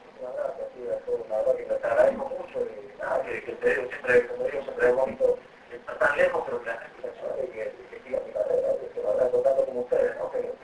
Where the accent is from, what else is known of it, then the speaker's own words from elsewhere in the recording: Argentina; moved away; si salí de Argentina y yo en Argentina no tenía expectativas de nada